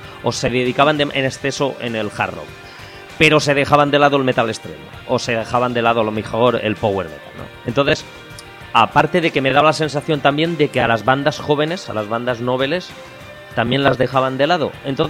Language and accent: Spanish; Ontinyent, Valencian Community, Spain; yo entonces tendría unos 14-15 años, estaba estudiando formación profesional textil, la rama textil aquí en mi pueblo, en Ontinyent.